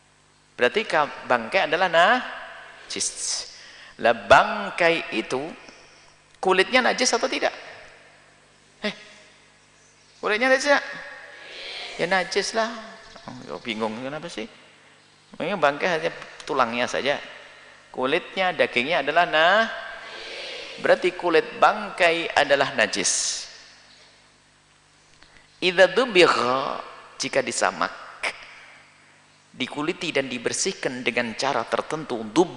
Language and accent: Indonesian; Java, Indonesia; Karena saya orang Jawa, orang Indonesia punya terasi sama petis.